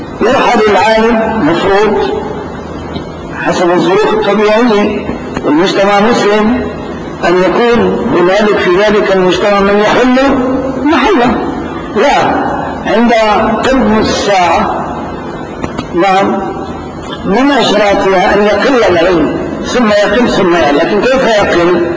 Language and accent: Arabic; Damascus, Damascus Governorate, Syria; نعم، أيضا بلدتنا دمشق هكذا